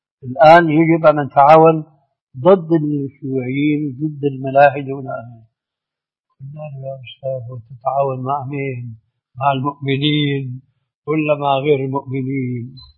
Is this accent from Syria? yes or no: yes; Syria; بلدي يعني سوريا